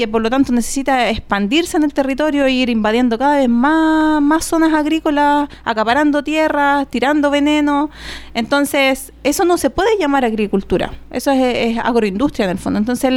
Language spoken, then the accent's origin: Spanish; Chile; nosotros como chilenos